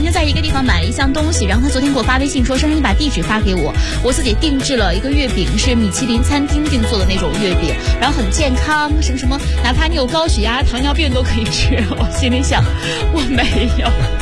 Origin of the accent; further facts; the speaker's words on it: Zaozhuang, Shandong, China; 因为我不沿海，我山东枣庄人，我们家是不吃米饭的。